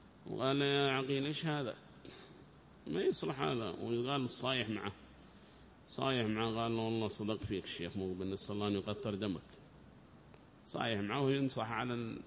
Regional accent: Taiz, Taiz Governorate, Yemen; وهذا مشهور قال عندنا في تعز

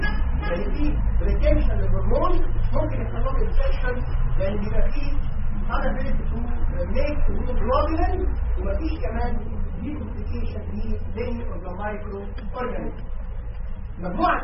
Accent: Egypt; الحقيقه في سببين مشهورين جدا في الفايبروزس عندنا في مصر

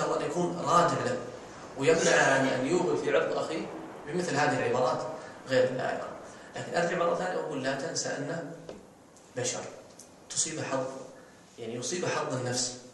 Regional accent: Saudi Arabia; في الخليج مثلا عندنا في السعودية

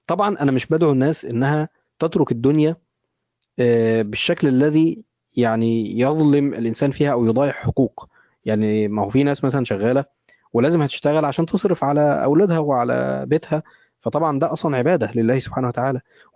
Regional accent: Egypt; يعني تخيل احنا عندنا في مصر حاليا كيلو اللحمه وصل كام؟

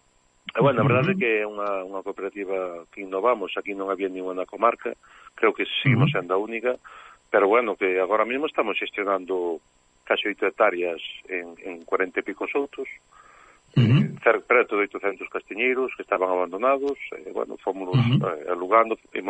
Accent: Galicia, Spain; Eu son enamorado da nosa terra, do noso país, non? Pero, bueno, da miña terra, que é onde vivín sempre

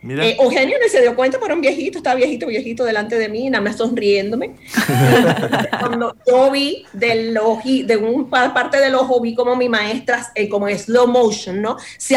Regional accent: New Jersey, United States; Primero, yo me crié aquí en los Estados Unidos. Entonces, sí. Y me crié en Jersey. Soy de Jersey, sí.

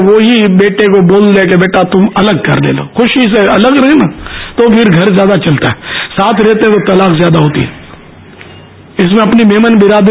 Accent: Pakistan; born there; میں اگرچہ پاکستان میں پیدا ہوا ہوں, کتیانہ کبھی گیا نہیں, لیکن ظاہر ہے ہمارے ماں باپ تو وہیں کہتے

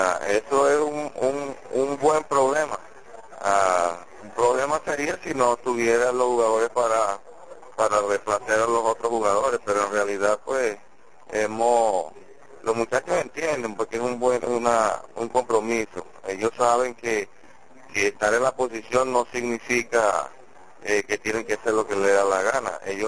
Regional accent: Venezuela; No, somos venezolanos

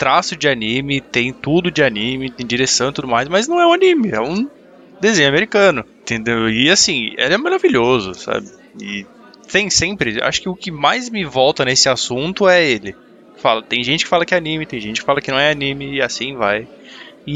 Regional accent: São Paulo, Brazil; now in Osasco, Brazil; eu sou originário de São Paulo e agora eu habito em Osasco.

